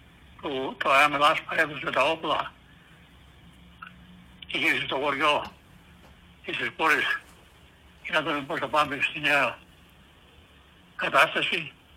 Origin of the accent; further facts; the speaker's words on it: Greece; moved away; πήγαινε στην Ελλάδα τακτικά, στο χωριό μου, δεν είχα άλλο τρόπο.